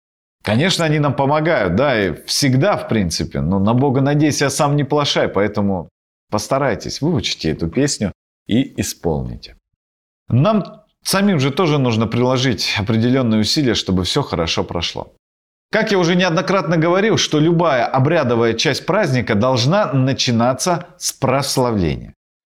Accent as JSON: {"language": "Russian", "region": "Krasnoyarsk Krai", "country": "Russia", "tie": "born or raised there", "said": "но в Сибири обычно проводят прославление в помещении, особенно на Таймыре, откуда я родом."}